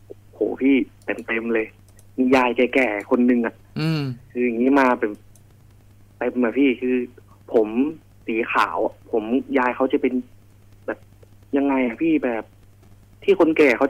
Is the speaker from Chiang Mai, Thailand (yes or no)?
yes; Chiang Mai, Thailand; ผมเป็นคนเชียงใหม่ครับ